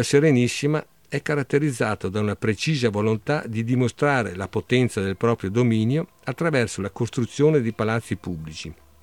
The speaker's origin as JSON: {"language": "Italian", "region": "Veneto", "country": "Italy", "tie": "born or raised there", "also_born_or_lived": "Padua", "said": "io sono un veneto patocco, quindi insomma io sono nato a Padova, ma per un giorno poi l'infanzia trascorsa in Cadore, poi Venezia è sempre stato il mio grande amore, anche per parentela"}